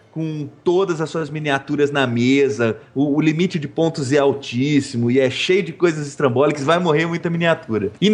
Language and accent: Portuguese; Mato Grosso, Brazil; Eu que sou do Mato Grosso, São Paulo é enorme